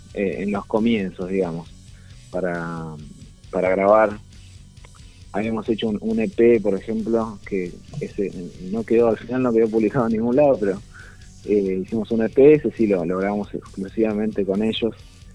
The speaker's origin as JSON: {"language": "Spanish", "town": "Lomas de Zamora", "region": "Buenos Aires Province", "country": "Argentina", "said": "Nosotros somos de distintos lugares. Sí. Yo soy de Lomas, de Zona Sur."}